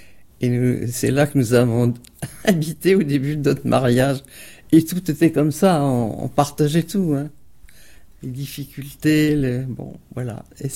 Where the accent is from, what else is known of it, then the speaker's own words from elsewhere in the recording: Bourgogne-Franche-Comté, France; Et comme nous sommes de l'Est, parce que mon grand-père avait une petite ferme à la frontière suisse, je me rappelle avoir ramené Geneviève à la maison en Franche-Comté, là.